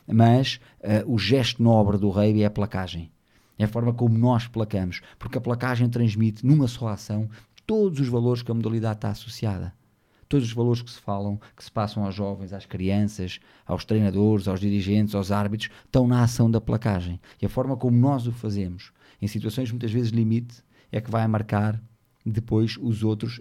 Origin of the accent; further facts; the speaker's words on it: Portugal; Eu, enquanto português